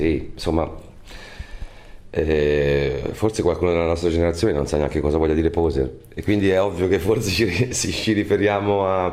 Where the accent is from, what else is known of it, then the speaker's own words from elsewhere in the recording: Tuscany, Italy; Noi siamo toscani, ci piace molto, insomma, mettere il dito nella piaga